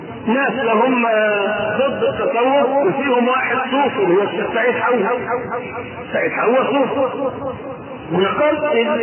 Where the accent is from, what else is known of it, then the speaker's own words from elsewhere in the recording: Egypt; ولذلك ما عندنا في مصر لا تجيء في بقية دول العالم